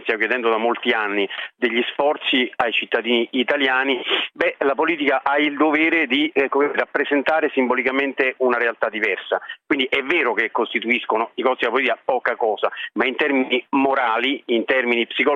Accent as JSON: {"language": "Italian", "region": "Lazio", "country": "Italy", "said": "io sono laziale, peraltro di sangue campano"}